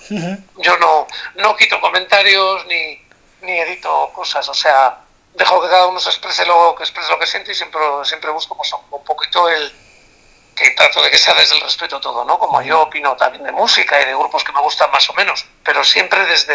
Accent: Santander, Cantabria, Spain; en mi tierra, en Santander.

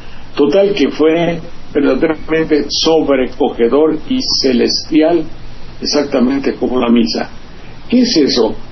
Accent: Banderilla, Veracruz, Mexico; Yo me acuerdo cuando vino un conjunto aquí, a mi pueblo, Banderilla, que se llama

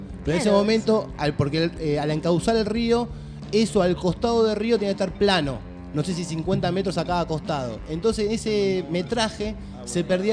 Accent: Argentina; Como argentinos, ¿no?

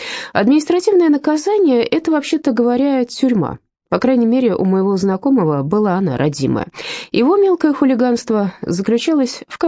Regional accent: Ural, Russia; У меня не было комплекса на церемонии вручения премии в Москве, что я с Урала

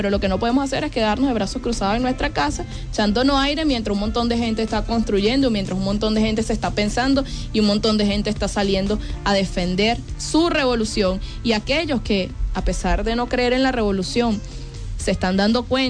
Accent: Venezuela; como venezolanos y venezolanas por una patria soberana

